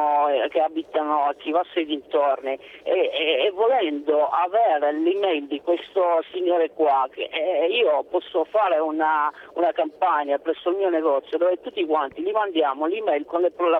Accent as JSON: {"language": "Italian", "country": "Romania", "lives_now": "Turin, Italy", "said": "Senta, io sono rumeno"}